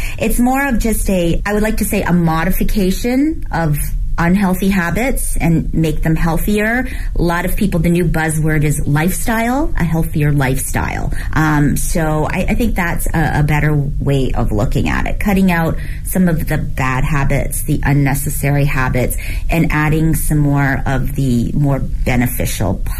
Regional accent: Canada; moved away as an adult; also born or lived in Hong Kong / New York; now in Beijing, China; I was born in Hong Kong. I grew up in Canada. I lived in New York for 16 years before moving to Beijing 9 years ago.

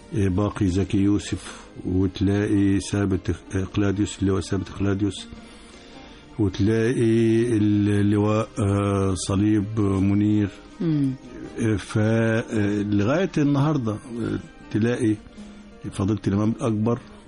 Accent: Egypt; بنتكلم باعتبارنا مصريين كلنا ما فيش تفرقة.

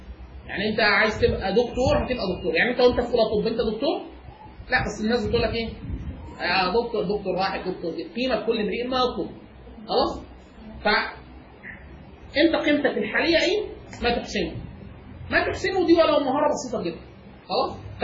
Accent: Egypt; انا من مصر وباخد اقل من 5000 دولار في السنه

